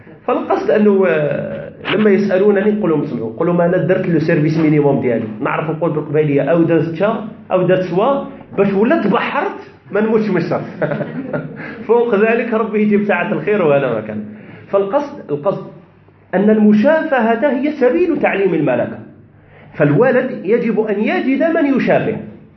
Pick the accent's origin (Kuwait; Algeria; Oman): Algeria; Tizi Ouzou, Tizi Ouzou Province; هذه أنا يعني مع أنا ابن مدينة تيزي وزو، ومع ذلك لأسباب لا أريد الخوض فيها لا أحسن الأمازيغية، ما نعرفش قبيلية لأسباب.